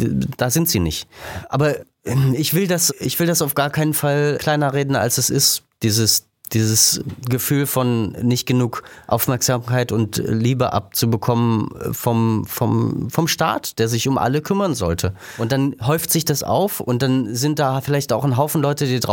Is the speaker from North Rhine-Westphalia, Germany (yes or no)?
no; Saxony, Germany; ich bin aus Sachsen